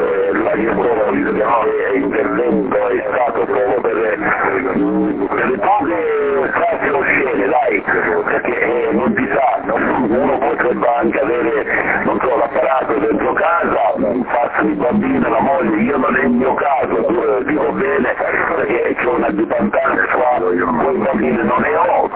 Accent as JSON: {"language": "Italian", "region": "Southern Italy", "country": "Italy", "tie": "born there", "said": "dico beh, sono un terone, sono nato in Terronia"}